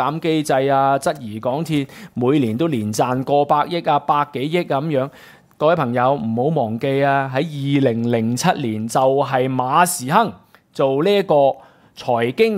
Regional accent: Hong Kong; 呢個就係擺我哋香港人睇得到呢個特區政府點樣施政

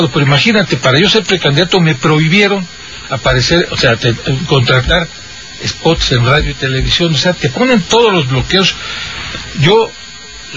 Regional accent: Catemaco, Veracruz, Mexico; Sí, soy de Catemaco, me están ayudando.

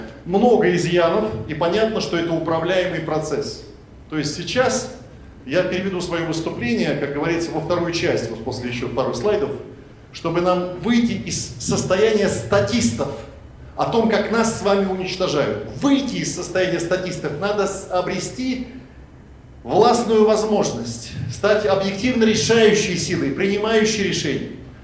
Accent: Siberia, Russia; я родился и вырос в Сибири, я сын советского офицера, белоруса

